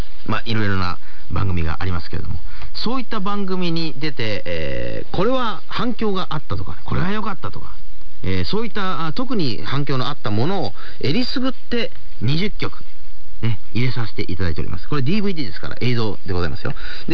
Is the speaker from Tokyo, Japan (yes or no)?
no; Otoyo, Kochi, Japan; 地元高知県の大豊町に日本一の大杉というね、すごい大きな杉の木があるんですよ。